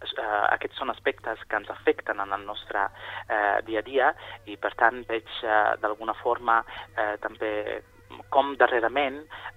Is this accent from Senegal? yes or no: no; Sicily, Italy; Doncs soc originari de Sicília. Vaig viure la meva infància en aquesta illa preciosa del Mediterrani.